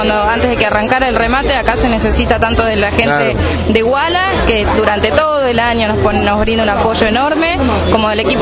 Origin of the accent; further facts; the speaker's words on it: Buenos Aires Province, Argentina; Como todo bonaerense, con agua por todos lados.